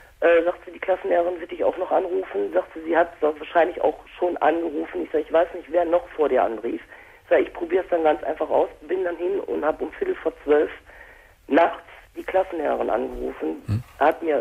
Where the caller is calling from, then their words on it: Kevelaer, North Rhine-Westphalia, Germany; Und ich komme aus Kevela.